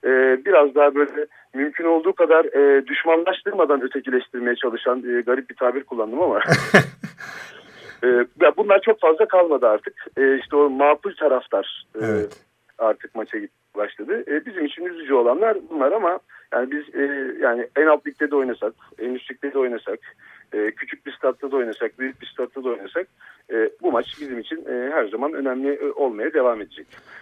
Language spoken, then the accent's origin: Turkish; İzmir, Turkey; Ben doğma büyüme İzmirliyim. Göztepe taraftarıyım. Yani gözümü o semtte açtım.